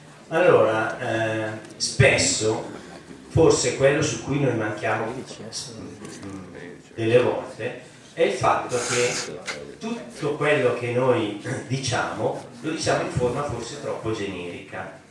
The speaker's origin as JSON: {"language": "Italian", "town": "Oggiono", "region": "Lombardy", "country": "Italy", "said": "Io vengo dall'Oggione"}